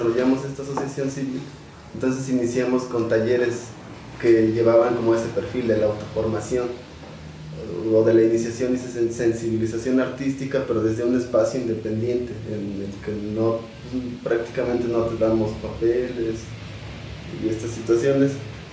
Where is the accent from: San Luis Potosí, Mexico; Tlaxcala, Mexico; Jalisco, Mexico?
Tlaxcala, Mexico; San Pablo del Monte; yo soy de San Pablo del Monte y ahí no hay casa de cultura.